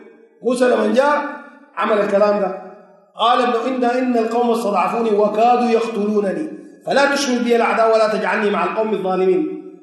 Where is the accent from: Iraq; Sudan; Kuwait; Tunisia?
Sudan; زي سين عندنا في السودان